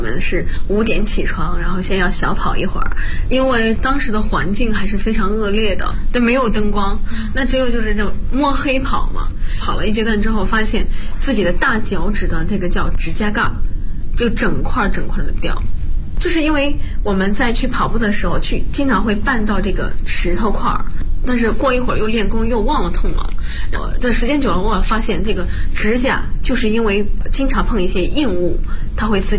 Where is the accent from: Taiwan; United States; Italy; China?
China; Bozhou, Anhui; ，我是华佗五禽系第59代传承人，我来自安徽亳州。